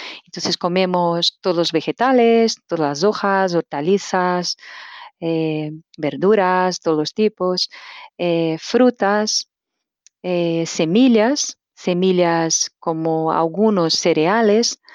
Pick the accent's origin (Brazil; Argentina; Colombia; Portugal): Brazil; Spanish is a second language; now in Spain; Soy natural de Brasil y hace 11 años que vivo aquí en España, Cataluña.